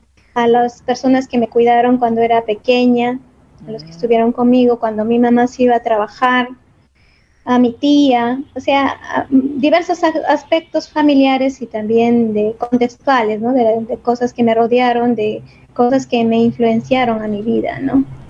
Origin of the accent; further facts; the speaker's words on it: Chachapoyas, Amazonas, Peru; A Chuchapoyas, que me vio crecer, me vio formarme profesionalmente.